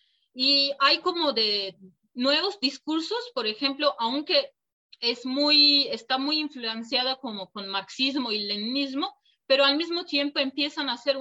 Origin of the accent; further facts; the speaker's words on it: Turkey; born there; Spanish is a second language; en mi caso, yo nací en Turquía, entonces por eso como toda la educación que recibí para que yo sí me podría considerar como turca, ¿no?